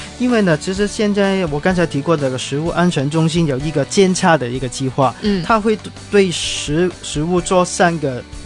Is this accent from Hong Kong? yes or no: yes; Hong Kong; 但是我作为一个香港人，其实我是蛮支持的